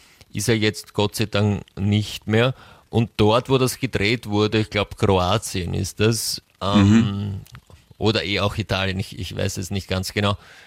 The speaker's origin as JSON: {"language": "German", "country": "United States", "second_language": "German", "said": "Da weißt du dann nicht immer als Amerikanerin, wo du bist."}